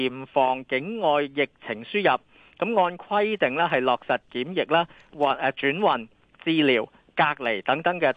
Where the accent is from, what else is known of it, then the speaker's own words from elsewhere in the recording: Hong Kong; 我哋香港人